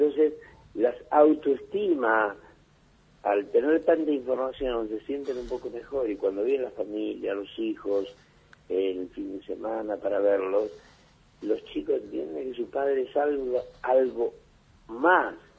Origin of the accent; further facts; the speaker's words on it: Argentina; todos somos argentinos